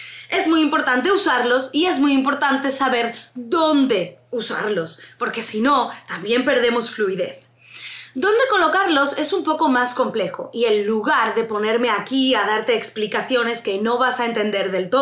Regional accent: Andalusia, Spain; para mí, siendo andaluza, suena fatal, pero para ellos es algo habitual.

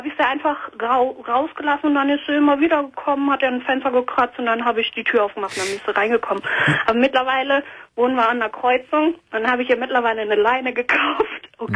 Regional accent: Canada; now in Germany; Also ich bin auch Kanadierin und ich habe meine Katze immer von Deutschland nach Kanada geflogen.

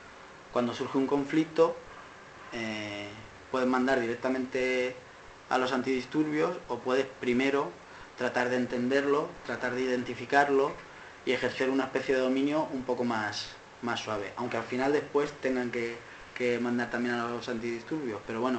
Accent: Alicante, Valencian Community, Spain; porque yo vengo de Alicante

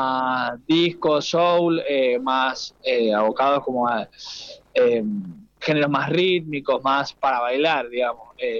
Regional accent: Godoy Cruz, Mendoza, Argentina; yo soy de Godoy Cruz, pero nos conocimos por el medio de la música, digamos, por amigos en común y esas cosas, pero somos todos acá de Gran Mendoza, de distintas zonas, digamos.

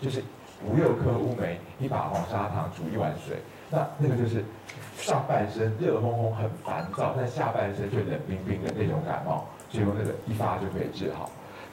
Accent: Taiwan; 像我们台湾人都说这个喝啤酒，台湾这边的同好都说啤酒是可以喝的

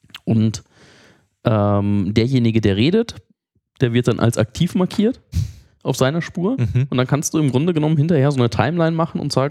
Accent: Munich, Bavaria, Germany; Und wenn du halt als Münchner nach Berlin kommst, das ist einfach.

